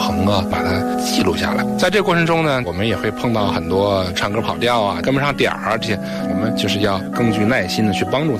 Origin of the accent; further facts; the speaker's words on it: Anhui, China; 我是80后，我是安徽人